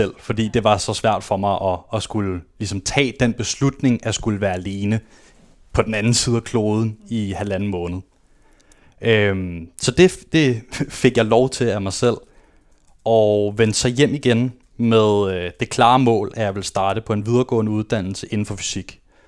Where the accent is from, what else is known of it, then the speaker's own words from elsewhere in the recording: Copenhagen, Capital Region of Denmark, Denmark; Det hele startede, da jeg blev født på Østerbro. Der er jeg født og opvokset.